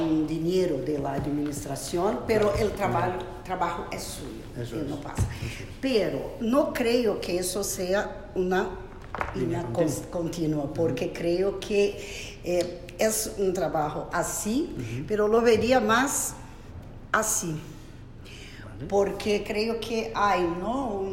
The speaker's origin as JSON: {"language": "Spanish", "country": "Brazil", "second_language": "Spanish", "said": "Yo soy de Brasil y en Brasil estamos con ganas de tener eso, ¿no?"}